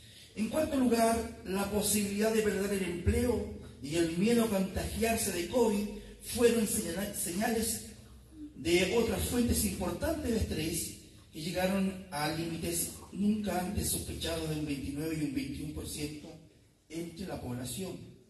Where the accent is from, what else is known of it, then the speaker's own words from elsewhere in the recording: Chile; Nuestra lupa analítica hoy revisará el comportamiento de nuestra sociedad como chilenos.